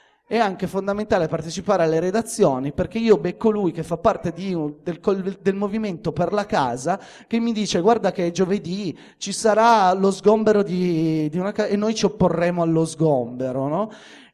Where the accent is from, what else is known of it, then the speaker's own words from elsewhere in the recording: Turin, Piedmont, Italy; perché in questo caso è nazionale, perché io sono di Torino, è nazionale